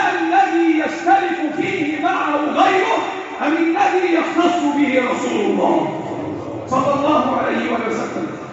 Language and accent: Arabic; Egypt; اللهم احفظ بلدنا مصر